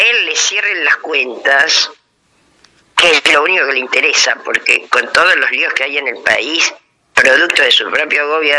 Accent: Buenos Aires, Argentina; soy de Cava

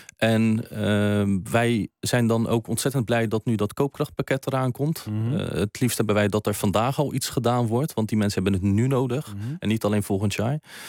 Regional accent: Westland, South Holland, Netherlands; Ik kom zelf uit het Westland, dus het kan ook een glastuinbouwbedrijf zijn.

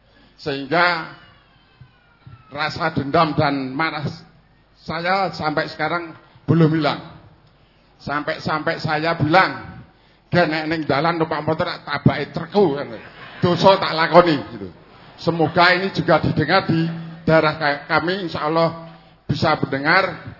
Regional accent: Karanganyar, Central Java, Indonesia; asal dari Kutorjo, Balong Jenawi Karanganyar.

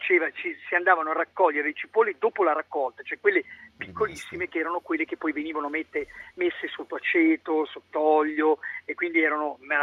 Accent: Medicina, Emilia-Romagna, Italy; poi io sono nato a Medicina, un paese dove la cipolla la fa da padrone, sono nato in mezzo ai campi, pensa che da ragazzino le andavo anche a raccogliere

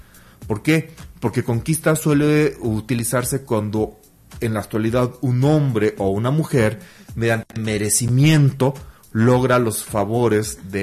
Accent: Mexico City, Mexico; No, yo soy chilango como por cuarta generación.

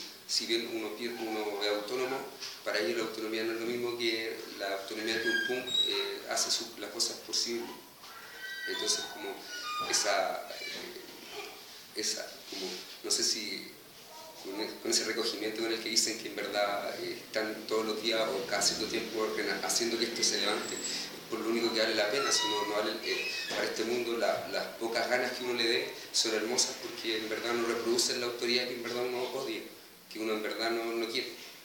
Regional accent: Chile; Yo pensaba que yo vengo de Chile

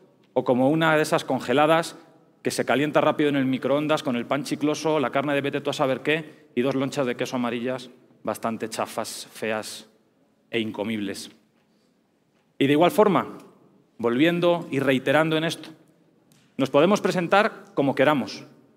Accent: Spain; moved away as an adult; now in Mexico; Como todos podéis escuchar, pues yo soy español, llevo ya varios años viviendo en México.

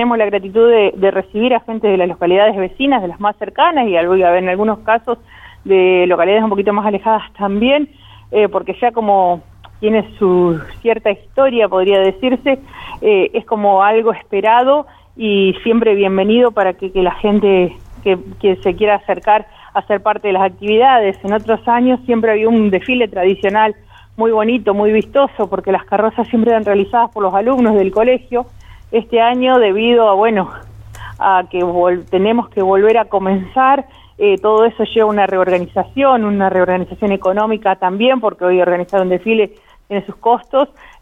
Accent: Arata, La Pampa, Argentina; yo nací acá en Arata, fui alumna del colegio que organiza la fiesta

